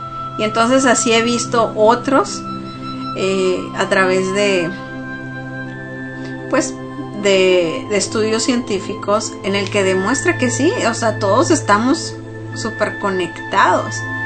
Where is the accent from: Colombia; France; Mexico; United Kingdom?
Mexico; para los que somos, nos consideramos mexicanos, nuevamente, entre comillas lo digo